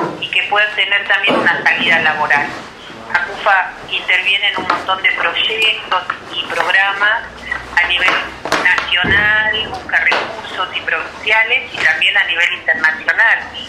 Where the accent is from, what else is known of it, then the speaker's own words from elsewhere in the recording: Bariloche, Río Negro, Argentina; yo nací en Bariloche, me crié en Bariloche y mi familia vive acá en Bariloche.